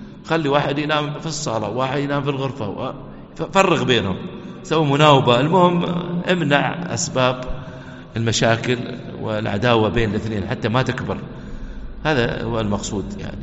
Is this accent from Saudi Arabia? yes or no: no; United Arab Emirates; يحفظنا ويحفظ بلادنا الإمارات